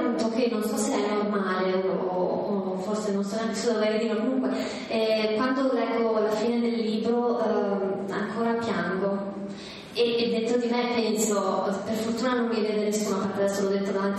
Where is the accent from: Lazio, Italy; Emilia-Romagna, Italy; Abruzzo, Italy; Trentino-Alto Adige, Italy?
Trentino-Alto Adige, Italy; Trento; Bolzano per me, che sono di Trento, è un insieme di tante città